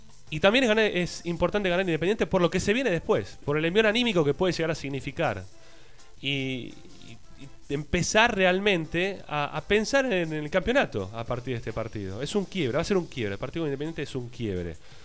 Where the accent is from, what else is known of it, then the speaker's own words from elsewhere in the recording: Buenos Aires, Argentina; now in Ezeiza, Argentina; Porque yo no soy de Avellaneda, yo soy de Flores, ahora vivo en Ezeiza.